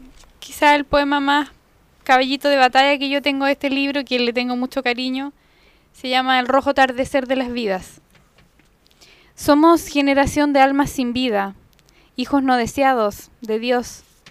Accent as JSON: {"language": "Spanish", "town": "Nos", "region": "Santiago Metropolitan Region", "country": "Chile", "tie": "born or raised there", "said": "nacida y criada en Nos hace 31 años, casi 32."}